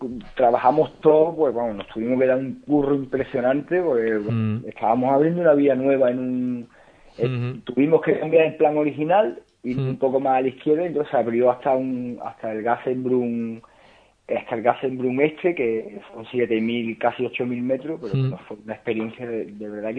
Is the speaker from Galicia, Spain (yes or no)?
no; Málaga, Andalusia, Spain; Porque yo soy malagueño